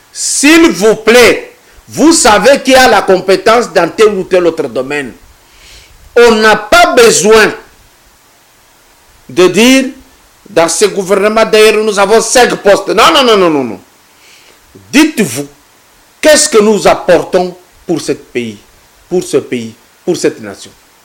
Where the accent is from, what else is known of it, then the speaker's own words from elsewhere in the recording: Katanga, DR Congo; ce que j'ai fait dans le domaine culturel depuis chez nous à Katanga jusqu'ici